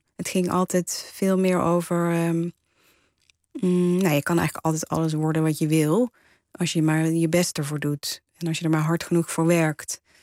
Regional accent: Waalwijk, North Brabant, Netherlands; also born or lived in Nijmegen; Ja, ik ben opgegroeid in Waalwijk, geboren trouwens in Nijmegen.

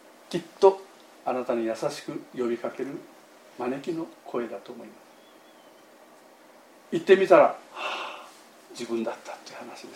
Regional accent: Amami Oshima, Kagoshima, Japan; 私の田舎はね、奄美大島のね、山の向こう側にある小さな集落ですがね

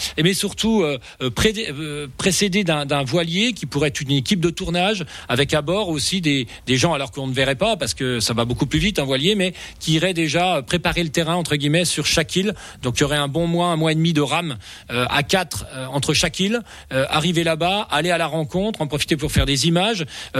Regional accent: Rochesson, Grand Est, France; Moi je viens de Rochesson, pour rappeler.

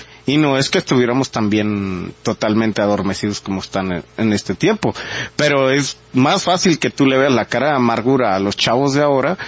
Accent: Mexico; ya como mexicanos y como sociedad y como humanos.

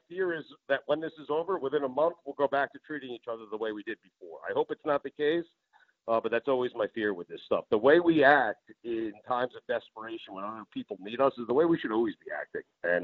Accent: Florida, United States; Something as serious as that happened right in my hometown, on my drive home. I saw just fleets of cop cars and armed vehicles on the Sawgrass Expressway down here as I was driving home.

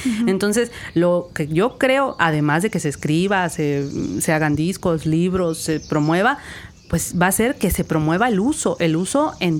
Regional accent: Huasteca, Mexico; yo que crecí en la Huasteca, pues que pudiera haber educación en Tenec o en Náhuatl. Mi municipio se habla Tenec y Náhuatl

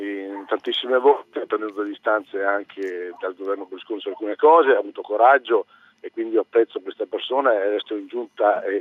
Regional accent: Calabria, Italy; 3 siamo di origine meridionale, sono calabrese

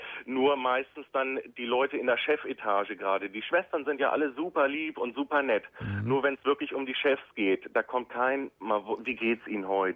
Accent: Hanover, Lower Saxony, Germany; wir kommen aus Hannover.

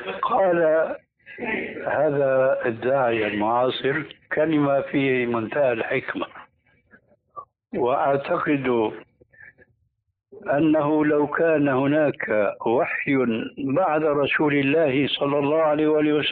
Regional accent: Damascus, Damascus Governorate, Syria; كما يقولون عندنا في دمشق

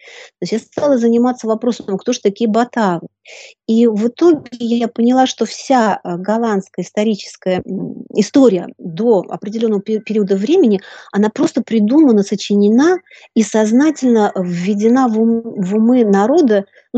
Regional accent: Belarus; Я сама из Беларуси, заканчивала Белорусский государственный университет.

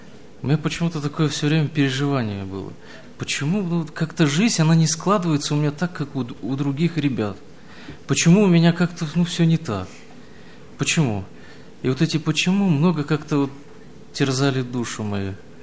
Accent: Dushanbe, Tajikistan; also born or lived in Samarkand, Uzbekistan / Naberezhnye Chelny, Russia; now in Russia; Родился я в Самарканде, это Узбекистан. Через несколько месяцев меня перевезли в Таджикистан, это город Душанбе. Прожил я там несколько лет, меня опять увезли уже в набережные Челны.

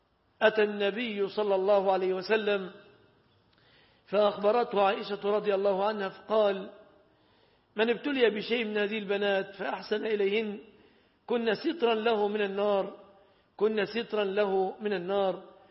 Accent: Egypt; فعلى ما تعودنا عندنا في مصر

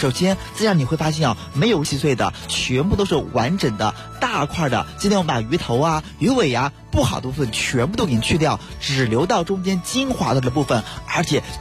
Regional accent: Beijing, China; 而且咱们北京人都特别特别喜欢吃黄花鱼

